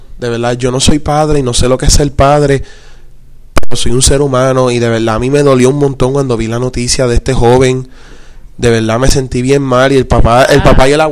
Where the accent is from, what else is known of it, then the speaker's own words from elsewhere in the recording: Rincón, Puerto Rico; yo soy de Rincón. Rincón es un pueblo bien pacífico.